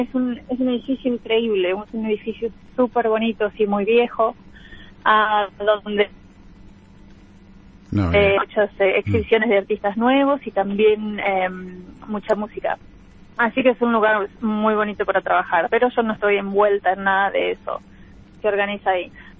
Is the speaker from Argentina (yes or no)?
yes; Argentina; also born or lived in Spain; now in England, United Kingdom; yo me fui de Argentina y llego a España. ¿Y qué pasó? Ah, bueno, después llego acá a Inglaterra